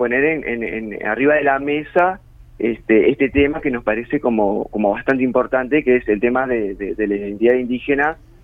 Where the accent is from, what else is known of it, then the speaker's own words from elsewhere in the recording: Uruguay; qué somos los uruguayos?